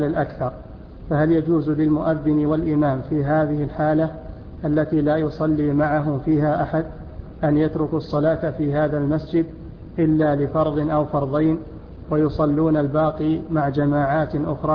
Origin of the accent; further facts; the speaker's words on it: Jeddah, Makkah Province, Saudi Arabia; أنا من جدة وعندي دورة في الرياض لمدة شهر تقريبا